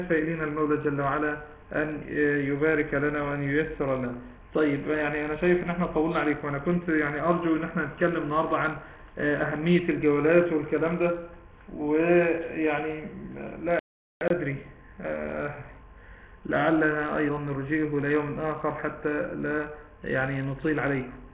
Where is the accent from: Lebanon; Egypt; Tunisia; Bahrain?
Egypt; طبعا ده مثل دارج عندنا بمصر